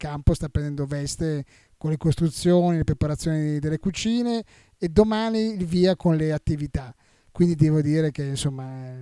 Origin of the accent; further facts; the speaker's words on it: Bergamo, Lombardy, Italy; Sono di Bergamo.